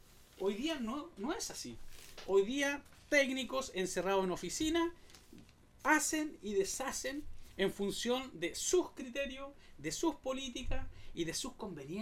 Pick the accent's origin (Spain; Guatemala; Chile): Chile; nos está haciendo muy mal como chilenos.